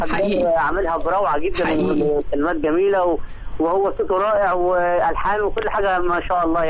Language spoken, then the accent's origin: Arabic; Egypt; لان انا يعني مصري حتى النقاع بعشق تراب مصر